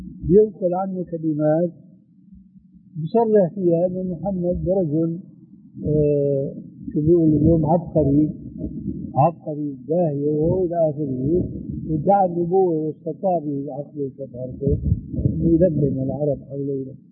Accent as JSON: {"language": "Arabic", "town": "Damascus", "region": "Damascus Governorate", "country": "Syria", "said": "راحت أيام وإجت أيام كما يقولون عندنا في الشام"}